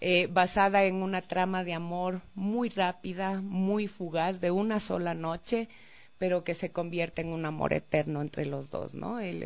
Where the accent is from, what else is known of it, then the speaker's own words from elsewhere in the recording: Mindo, Pichincha, Ecuador; Yo fui criada en Mindo, en el noroccidente de Pichincha